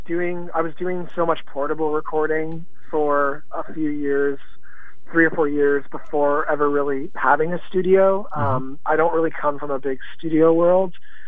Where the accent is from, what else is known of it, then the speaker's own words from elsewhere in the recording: St. Catharines, Ontario, Canada; now in Toronto, Canada; in my hometown, St. Catharines